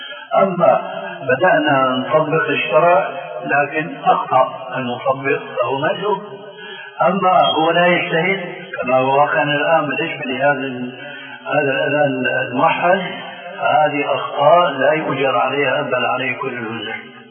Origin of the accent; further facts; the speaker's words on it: Damascus, Damascus Governorate, Syria; حيمكن هو كما يقولون عندنا في الشام